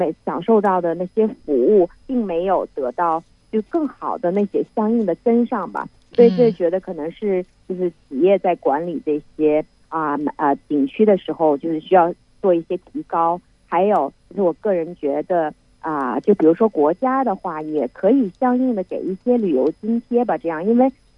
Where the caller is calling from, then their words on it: Shenzhen, Guangdong, China; 哦，从深圳。